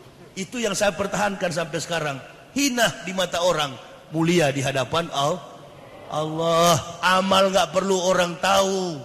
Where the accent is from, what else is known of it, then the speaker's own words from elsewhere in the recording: Manado, North Sulawesi, Indonesia; Kampung saya Manado itu sekarang mayoritas Muslim.